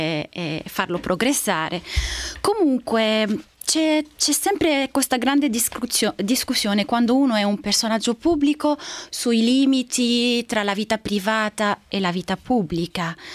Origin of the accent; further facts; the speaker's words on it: Lebanon; Italian is a second language; now in Italy; ho pensato che in Libano, il mio paese, i politici sono fatti per spingere la gente alla disperazione